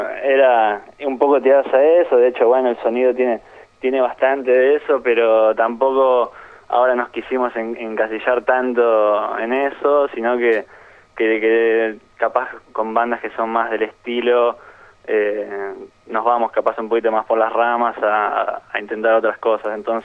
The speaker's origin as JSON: {"language": "Spanish", "region": "Buenos Aires Province", "country": "Argentina", "said": "un chico es de Bahía Blanca, y después Matías y yo somos de Zona Sur, pero bueno, ahora, qué sé yo, estamos digamos, en todo lo que es Capital, La Plata también."}